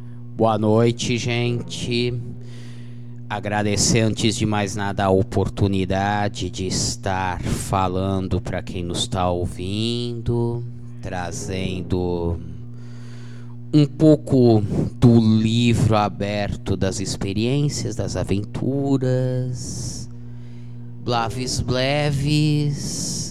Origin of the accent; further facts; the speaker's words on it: Campinas, São Paulo, Brazil; moved away as an adult; now in São Carlos, Brazil; Estou aqui em São Carlos desde 2007, de onde eu vim de Campinas para fazer biblioteconomia.